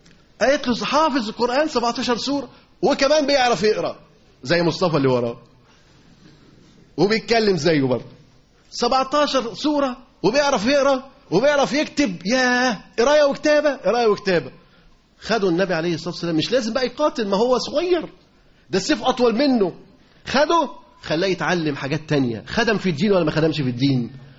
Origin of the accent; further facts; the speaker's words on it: Alexandria, Alexandria Governorate, Egypt; عدد المدارس اللي موجودين عندنا في اسكندرية